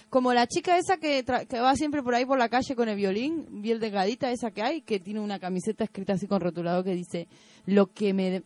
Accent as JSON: {"language": "Spanish", "country": "Argentina", "said": "para prohibir el aborto en mi país."}